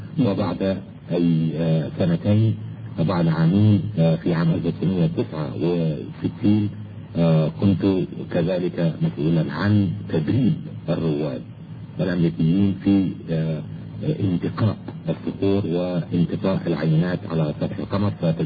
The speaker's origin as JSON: {"language": "Arabic", "country": "Egypt", "tie": "born or raised there", "moved": "as an adult", "said": "أنا ولدت أساسا في مصر ودرست في مصر إلى البكالوريوس في جامعة علوم عين شمس، وحصلت على درجة البكالوريوس في عام 1958 في الكيمياء والجيولوجيا،"}